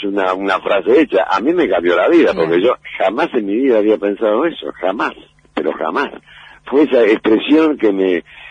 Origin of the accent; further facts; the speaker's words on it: Rosario, Santa Fe, Argentina; moved away as an adult; now in Buenos Aires, Argentina; cuando yo me radiqué en Buenos Aires, allá por el año 68 yo vine de Rosario a ser actor